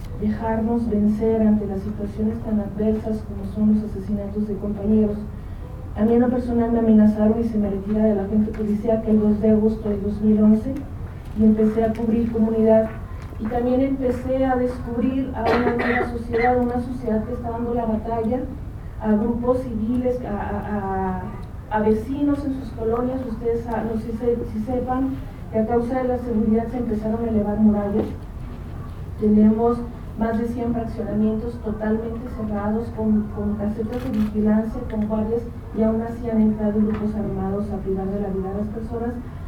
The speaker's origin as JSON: {"language": "Spanish", "region": "Veracruz", "country": "Mexico", "said": "Yo soy de Veracruz."}